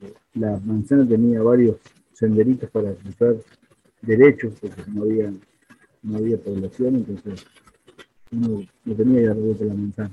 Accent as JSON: {"language": "Spanish", "region": "Buenos Aires Province", "country": "Argentina", "tie": "born or raised there", "said": "Yo soy nacido acá en el Gran Buenos Aires, José Cepaz."}